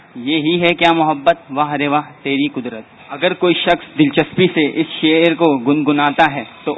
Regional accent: Karachi, Sindh, Pakistan; اور میں کراچی سے تعلق رکھتا ہوں.

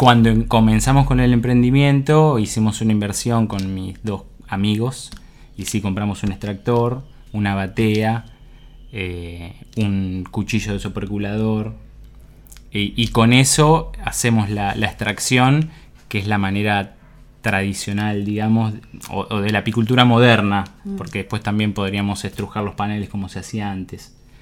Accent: San Miguel del Monte, Buenos Aires Province, Argentina; yo soy nacido y criado en San Miguel del Monte, provincia de Buenos Aires.

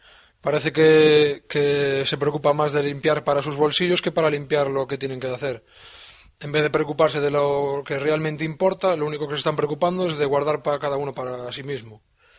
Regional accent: Galicia, Spain; Yo soy de Galicia y cada vez que sacaba mi perro lo tenía que sacar con una bolsita

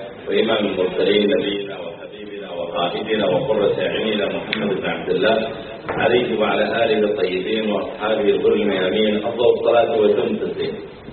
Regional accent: Riyadh, Riyadh Province, Saudi Arabia; هو من أشهر الخطباء عندنا في الرياض

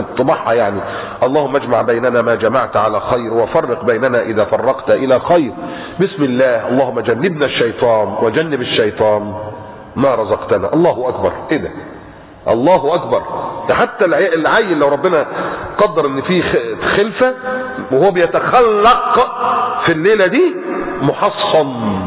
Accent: Egypt; now in Qatar

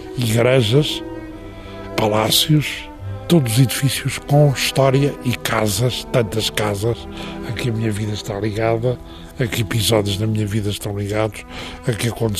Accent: Lisbon, Portugal; a casa dos meus pais em Lisboa, onde eu nasci, também desapareceu

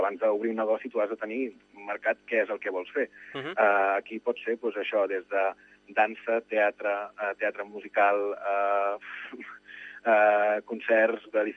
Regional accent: Maçanet de Cabrenys, Catalonia, Spain; sóc de Maçanet de Cabrenys, sóc empordanès

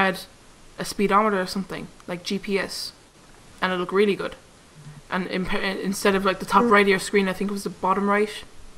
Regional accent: Ireland; I think that's us anyway. We're Irish, and then I think that's the same as British time.

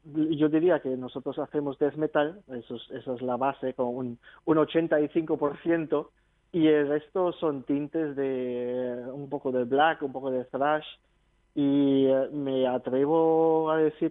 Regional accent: Germany; empezamos en el 2000 en Alemania, que yo soy natural de Alemania

